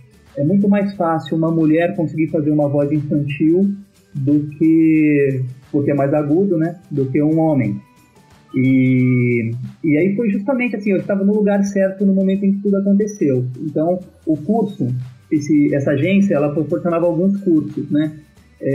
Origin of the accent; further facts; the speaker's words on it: São Paulo, Brazil; born there; Mas ele veio para São Paulo, eu nasci em São Paulo.